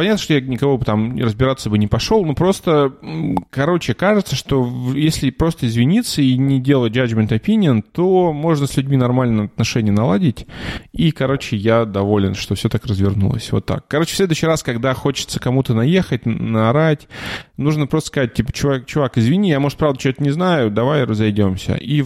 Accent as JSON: {"language": "Russian", "town": "Cherepovets", "region": "Vologda Oblast", "country": "Russia", "lives_now": "Germany", "said": "я ж парень из Череповца"}